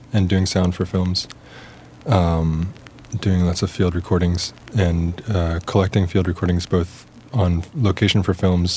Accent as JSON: {"language": "English", "town": "Philadelphia", "region": "Pennsylvania", "country": "United States", "tie": "born or raised there", "said": "I guess growing up in Philadelphia and very active in the independent bands and the hardcore music scene and playing house shows and small record labels."}